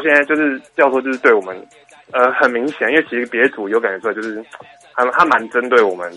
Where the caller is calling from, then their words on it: Taichung, Taiwan; 我是台中的